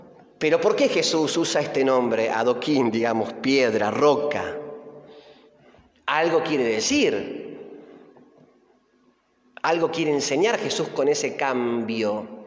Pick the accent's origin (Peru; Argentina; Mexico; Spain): Argentina; Flores, Buenos Aires; Y porque nació en Flores, donde yo nací. Los primeros años fueron en Flores, yo también.